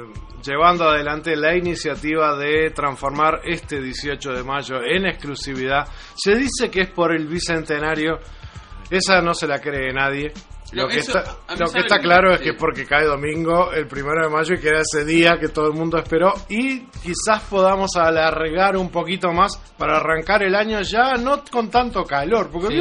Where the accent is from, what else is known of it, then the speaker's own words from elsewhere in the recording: Uruguay; Uruguay es un país que ha adoptado a los mártires de Chicago como uruguayos, como propios. Y siempre gustamos de abandonar las tareas el primero de mayo.